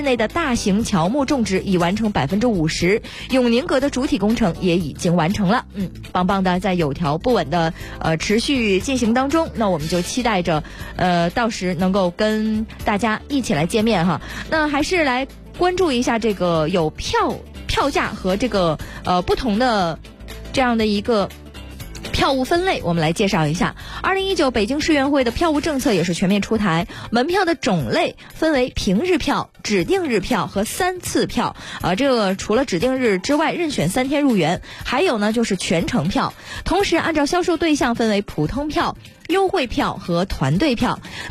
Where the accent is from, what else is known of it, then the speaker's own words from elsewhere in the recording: Heilongjiang, China; 我这个地方我太熟悉了，我的家乡黑龙江